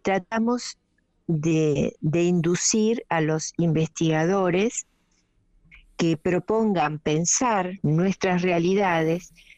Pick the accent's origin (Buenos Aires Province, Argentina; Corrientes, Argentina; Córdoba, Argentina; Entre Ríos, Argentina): Corrientes, Argentina; born there; now in Buenos Aires, Argentina; Nací en Corrientes capital.